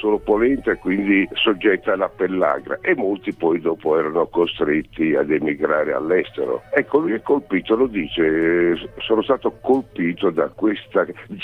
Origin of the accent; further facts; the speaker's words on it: Ferrara, Emilia-Romagna, Italy; now in Florence, Italy; da Firenze saluti agli ascoltatori emiliani, da un ferrarese esule da 60 anni a Firenze.